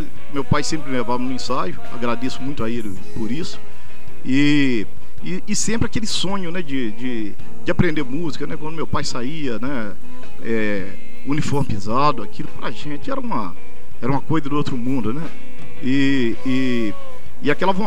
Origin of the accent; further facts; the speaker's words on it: Itabira, Minas Gerais, Brazil; e depois eu fui para minha terra